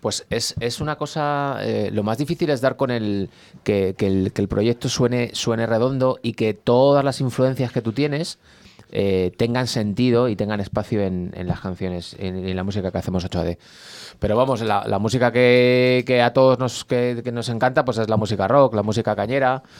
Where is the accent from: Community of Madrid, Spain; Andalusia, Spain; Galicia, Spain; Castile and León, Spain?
Community of Madrid, Spain; Guadarrama; No, soy de Guadarrama.